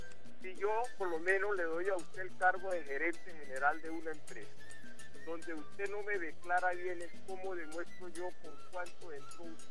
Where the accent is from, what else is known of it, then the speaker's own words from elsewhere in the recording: Venezuela; se lo digo como venezolano. Usted va a la casa donde yo nací y esa casa me la dejó mi tatarabuelo. ¿Soy o no soy venezolano?